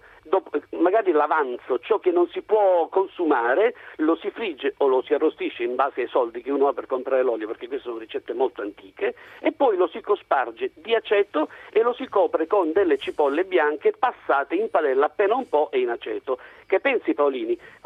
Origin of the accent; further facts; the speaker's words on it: Sicily, Italy; moved away; sono un siciliano che vive qui da 30-40 anni, mettiamo